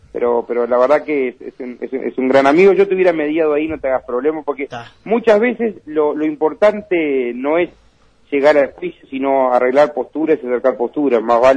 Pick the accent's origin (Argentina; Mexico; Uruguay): Uruguay; Minas, Lavalleja; yo soy de Minas y viví en La Valleja toda mi infancia.